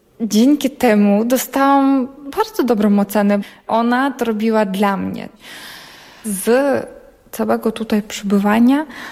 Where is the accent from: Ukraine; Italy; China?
Ukraine; Polish is a second language; now in Poland; Ja mówię, okej, jestem z Ukrainy.